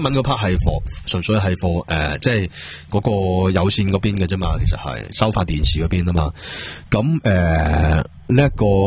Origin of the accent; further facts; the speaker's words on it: Hong Kong; 而我哋香港人即係對佢哋嗰個期望咧，亦都唔會太過分